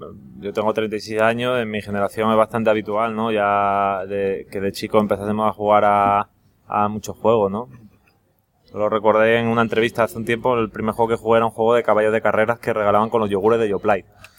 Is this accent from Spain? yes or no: yes; Oviedo, Asturias, Spain; now in Seville, Spain; Yo soy de Oviedo.